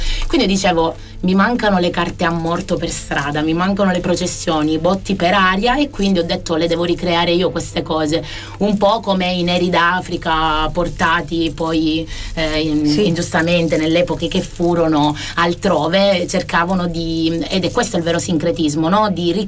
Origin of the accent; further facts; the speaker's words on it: Rosolini, Sicily, Italy; Esatto, dal mio paese, Rosolini, si può arrivare tranquillamente a piedi come facevano i vecchi fino agli anni 50, a Ispica.